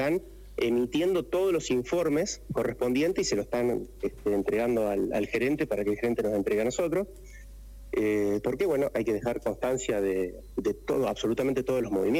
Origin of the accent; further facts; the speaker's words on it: Santa Fe, Argentina; now in Merlo, Argentina; Yo vengo desde Santa Fe, hace 13 años estoy en Merlo. En Santa Fe fue la cuna del cooperativismo. Me crié y me eduqué dentro de lo que es la acción cooperativa.